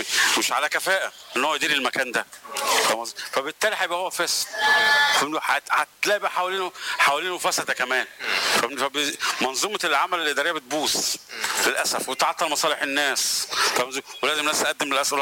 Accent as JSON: {"language": "Arabic", "country": "Egypt", "said": "يعني عندنا في مصر في كل المجالات ناس عباقره في الزراعه وفي الطب وفي الهندسه"}